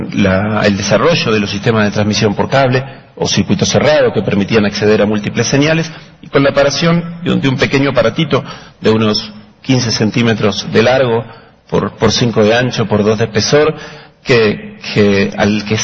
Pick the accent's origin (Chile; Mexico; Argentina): Argentina; La Plata, Buenos Aires Province; por lo menos en Argentina, en mi infancia en La Plata